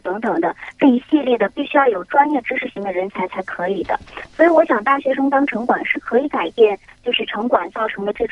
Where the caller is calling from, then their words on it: Hong Kong; 我是在香港。